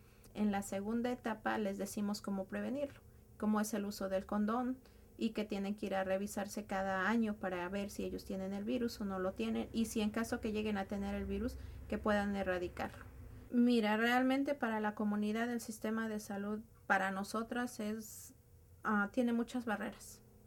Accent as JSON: {"language": "Spanish", "country": "Mexico", "said": "porque no nada más somos los mexicanos, sino somos toda la comunidad inmigrante, demasiado afectados."}